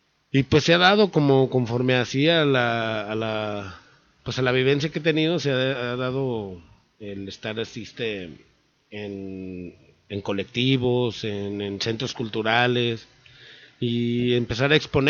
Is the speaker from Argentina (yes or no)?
no; Tlaquepaque, Jalisco, Mexico; nací en Guadalajara, pero me crié en Tlaquepaque, y casi todo me la he pasado por allá